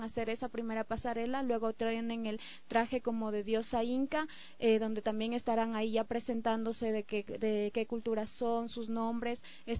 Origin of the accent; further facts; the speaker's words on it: Ecuador; porque somos ecuatorianos, originarios, gente que con valores no solo éticos o morales, sino también culturales.